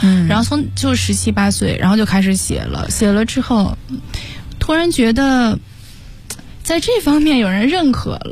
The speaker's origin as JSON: {"language": "Chinese", "region": "Beijing", "country": "China", "tie": "born or raised there", "lives_now": "United States", "said": "然后我是因为我个人我是非常热爱北京，就是所以"}